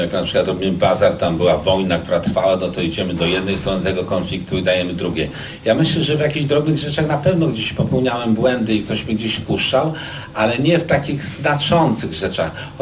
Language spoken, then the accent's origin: Polish; Łódź, Łódź Voivodeship, Poland; tak mnie wychowali, ja pochodzę z takiej rodziny. Coraz bardziej widzę, że to moje Mielczarskiego w Łodzi, to jest taka dzielnica blisko Bałt, jak Praga tutaj, ale ona była strasznie moralna.